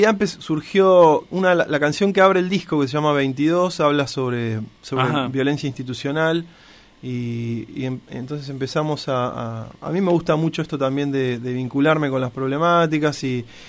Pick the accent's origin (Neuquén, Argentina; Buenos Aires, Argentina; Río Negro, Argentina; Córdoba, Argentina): Buenos Aires, Argentina; En Capital, sí, soy de Capital.